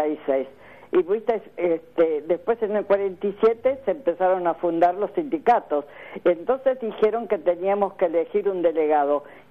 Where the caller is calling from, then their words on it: Avellaneda, Buenos Aires Province, Argentina; de Avellaneda.